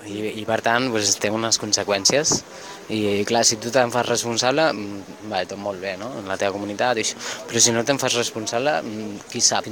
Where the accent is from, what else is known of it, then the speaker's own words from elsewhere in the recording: Balearic Islands, Spain; I clar, jo vinc de Mallorca